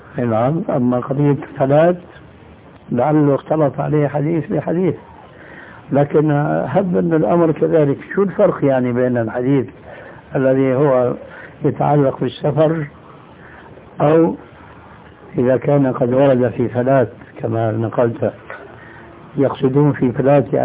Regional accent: Damascus, Damascus Governorate, Syria; moved away as an adult; now in Jordan; أنا هاجرت من دمشق إلى هنا لما نظرت أنه دمشق بدأت تنحرف خاصة بعد الحكم البعثي هذا، فوجدت هنا خير من هذيك البلاد، هاجرت إلى هنا.

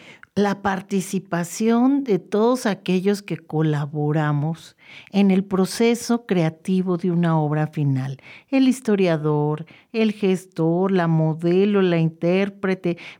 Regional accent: Mexico; en contra de nosotros como mexicanos

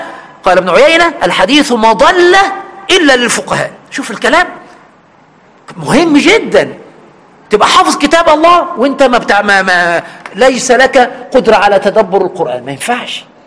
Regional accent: Egypt; في بلدنا مصر

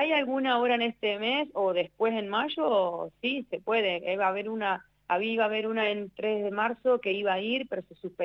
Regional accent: Argentina; Viste como somos los argentinos, nos rebuscamos de siempre de alguna manera.

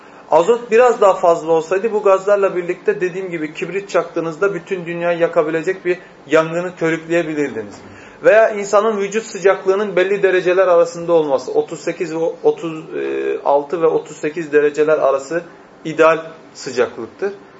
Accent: Erzurum, Turkey; Özellikle ben Erzurumluyum. Bizim Erzurum'da insanların elleri yüzleri yanar.

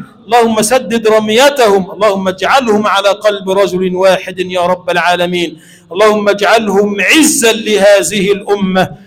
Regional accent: Egypt; اللهم اجعل بلدنا مصر بلدا آمنا مطمئنا

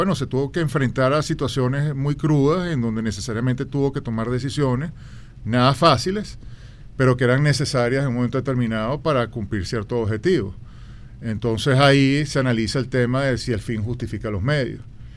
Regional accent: Venezuela; yo no soy inglés, ni soy tibetano, soy venezolano y estoy en Venezuela

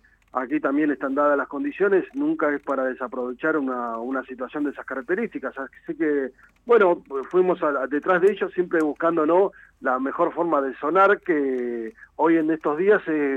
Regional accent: La Plata, Buenos Aires Province, Argentina; nosotros somos de La Plata. Bueno, Damián, el baterista, es de la ciudad de Ensenada, así que podríamos decir que sí, que somos de la región.

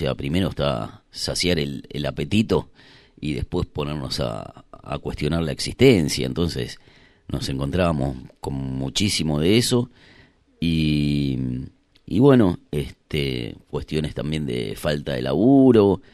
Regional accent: Buenos Aires, Argentina; born there; Yo nací en Capital Federal, en un barrio muy lindo de Capital, que se llama Villa Urquiza, donde era bastante residencial. Eso se terminó, o sea, hoy cada vez que vuelvo cada vez hay más edificios, como que construyeron un barrio sobre el otro, desapareció completamente. Y bueno, vine a Bariloche

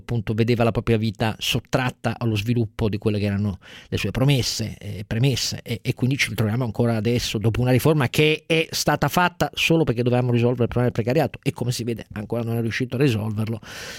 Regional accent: Piedmont, Italy; Io sono piemontese

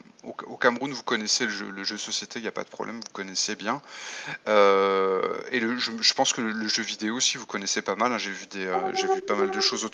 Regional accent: France; je suis français et je suis essentiellement auteur de jeux de rôle.

